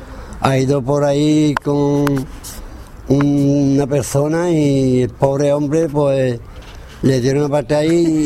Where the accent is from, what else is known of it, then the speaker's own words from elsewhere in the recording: Jerez de la Frontera, Andalusia, Spain; Ante todo soy de Jerez, pero soy andaluz.